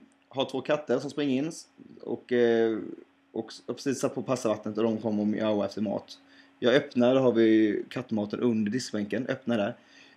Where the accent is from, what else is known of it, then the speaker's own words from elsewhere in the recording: Hetsryd, Sweden; jag är från Hetsryd, men min mor kommer från Applehult.